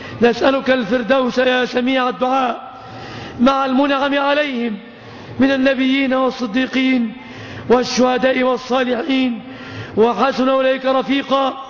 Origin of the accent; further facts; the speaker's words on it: Egypt; اللهم يا ربنا احفظ بلادنا مصر وبلاد